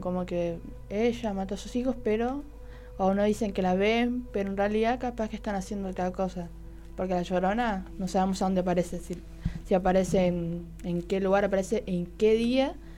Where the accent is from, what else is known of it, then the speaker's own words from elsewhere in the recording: Buenos Aires, Argentina; born there; O a veces mis tíos me decían … que nací en Buenos Aires, porque soy moroche, evidentemente.